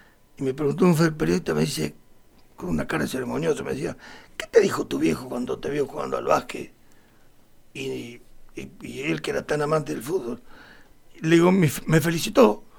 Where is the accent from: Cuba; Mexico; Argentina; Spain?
Argentina; Santa Rosa, La Pampa; nosotros somos Argentina, que yo, pues, somos Santa Rosa de la Pampa.